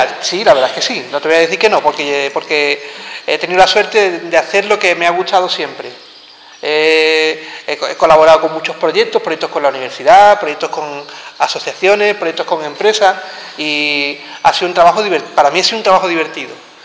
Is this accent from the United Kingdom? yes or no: no; Jerez de la Frontera, Andalusia, Spain; also born or lived in Seville / Zaragoza; yo vengo de aquí, de Jerez. Yo vengo de aquí, bueno, vivo en Jerez, llevo viviendo muchos años aquí. Un tiempo estuve viviendo en Sevilla, otro tiempo estuve viviendo en Zaragoza y después volví a Sevilla y después volví a Jerez, ya llevo aquí muchos años.